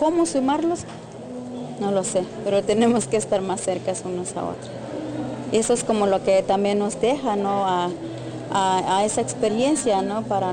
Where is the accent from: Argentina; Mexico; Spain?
Mexico; Chiapas; first language Tzotzil; Spanish is a second language; yo hablo tzotzil, soy de Chiapas, de México, pertenezco a una comunidad que se llama Bayalemo, municipio de La Rainza.